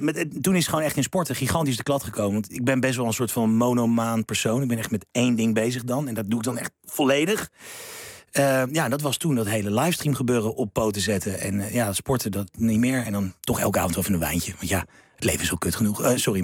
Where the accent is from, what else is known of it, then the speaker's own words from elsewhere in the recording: Leidschendam, South Holland, Netherlands; also born or lived in The Hague; Nou, ik ben geboren en getogen in Leidschendam.